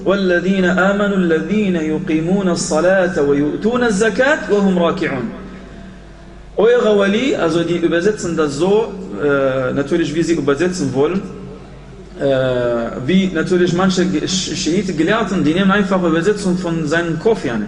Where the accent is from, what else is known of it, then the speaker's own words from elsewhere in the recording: Iraq; Ach, ich komme aus dem Irak, ich kenne diese Leute.